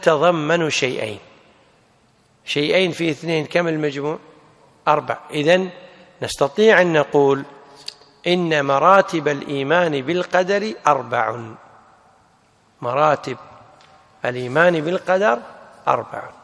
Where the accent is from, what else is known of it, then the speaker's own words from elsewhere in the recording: Kuwait; عندنا في الكويت اسمها وزارة التخطيط.